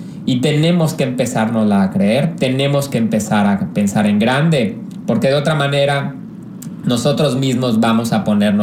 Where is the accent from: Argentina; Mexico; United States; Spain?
Mexico; Pues creo que todos como mexicanos queremos tranquilidad en todo nuestro país.